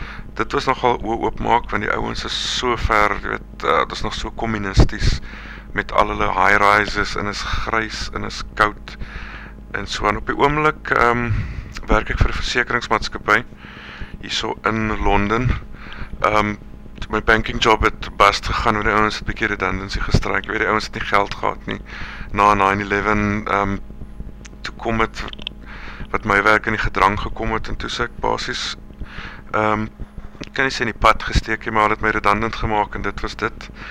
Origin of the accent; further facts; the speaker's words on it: Kirkwood, Eastern Cape, South Africa; Ek is oorspronkelijk van die Ooskaap af, self, daar in Rodiese Valley, maar meer, ek het in Kirkwood groot geword, wat omtrent so 60 kilo's buitenkant uit de Naag is, daar na by die Erre Olifant Park. Vandaar het ons getrek Sondagsrivier toe